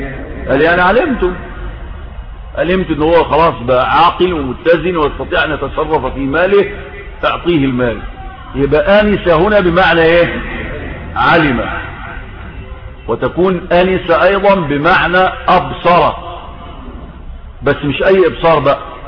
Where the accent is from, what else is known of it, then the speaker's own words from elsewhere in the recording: Sinai, Egypt; طور سيناء اللي هو فيها عندنا في سيناء جبل الطور عندنا